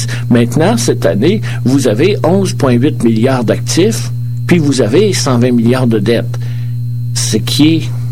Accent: Quebec, Canada; Moi, je viens d'Abitibi, je peux vous en parler.

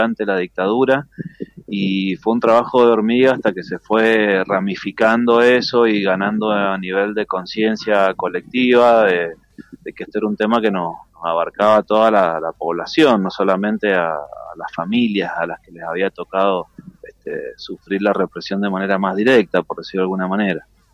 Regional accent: Argentina; Como pueblo argentino creo que tenemos una trayectoria larguísima

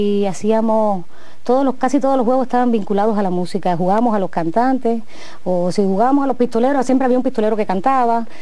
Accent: Havana, Cuba; Muchas personas piensan que yo soy del campo, pero bueno, yo creo que lo soy de raíz, pero nací en La Habana.

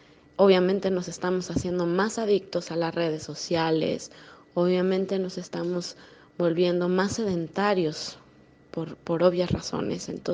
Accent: Mexico; now in Querétaro, Mexico; Yo soy de México. Vivo en una ciudad muy pequeña, relativamente pequeña, llamada Querétaro, muy cerca de la Ciudad de México.

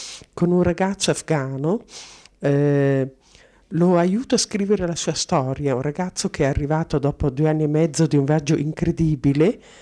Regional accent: Merano, Trentino-Alto Adige, Italy; Sono di Merano, insegnante di scuola media, in pensione da un anno e mezzo.

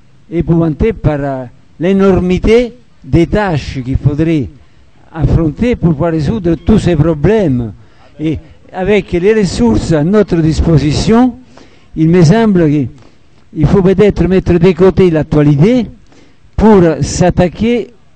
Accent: Italy; qu'en Italie, je suis italien

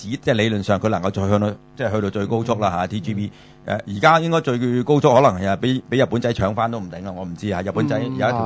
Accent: Hong Kong; 我哋即系你知，我哋香港人好抵死噶啦，你改咗个名叫咩？

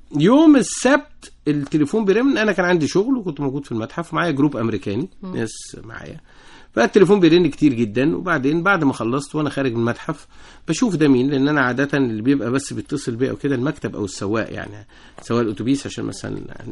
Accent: Egypt; يعني إحنا بالنسبة لنا كمصريين

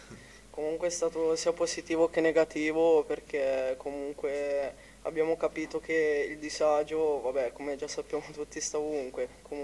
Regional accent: Perugia, Umbria, Italy; io per dire vengo da Perugia

